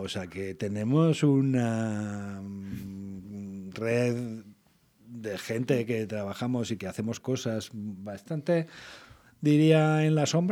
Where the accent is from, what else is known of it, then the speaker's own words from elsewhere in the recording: Vitoria-Gasteiz, Basque Country, Spain; como somos vitorianos y de Álava, tenemos que demostrar que hablamos bien en euskera.